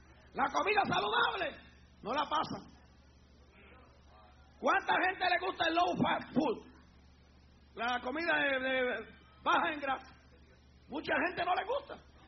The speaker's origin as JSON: {"language": "Spanish", "country": "Puerto Rico", "said": "yo no sé si se hace todavía en mi país, en Puerto Rico"}